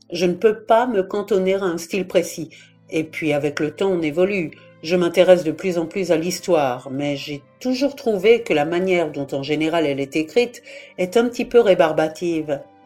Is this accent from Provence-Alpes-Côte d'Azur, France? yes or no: no; Strasbourg, Grand Est, France; born there; now in Brest, France; Je vis en Nord-Finistère, à Brest. Je suis née à Strasbourg, en Alsace, et je suis arrivée en Bretagne en 2006.